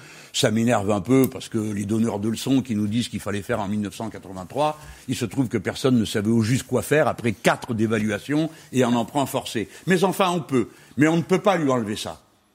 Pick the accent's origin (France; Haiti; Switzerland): France; Mais nous, les Français, nous avons le devoir de savoir ce que nous faisons.